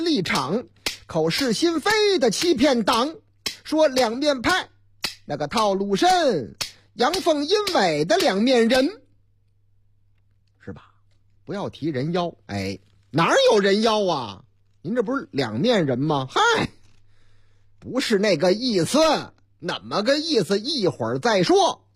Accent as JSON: {"language": "Chinese", "region": "Northeast China", "country": "China", "tie": "born or raised there", "said": "关于东北我老家，特别是黑龙江的新闻还真不老少。"}